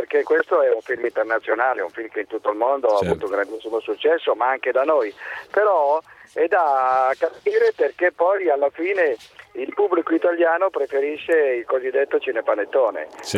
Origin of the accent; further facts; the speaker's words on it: Milan, Lombardy, Italy; io devo dire che sono milanese, però sono lupacchiotto.